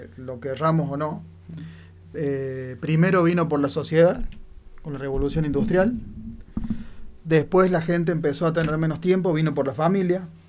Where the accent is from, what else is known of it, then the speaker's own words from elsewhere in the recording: Argentina; Me da vergüenza que esa persona me represente como argentino, ¿no?